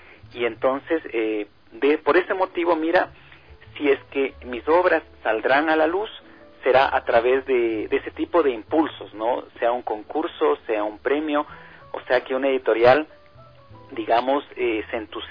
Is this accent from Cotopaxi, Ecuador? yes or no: yes; Latacunga, Cotopaxi, Ecuador; Cuando yo tenía 5 años, pasaba mis vacaciones en el Chasqui, en el Cotopaxi, con mi abuela, con mi tío. Yo soy de la Tacunga.